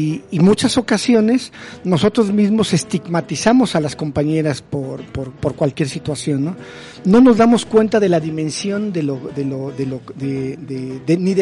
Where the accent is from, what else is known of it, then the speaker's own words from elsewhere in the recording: Mexico; Como hombres, como machos mexicanos, lo seguimos haciendo.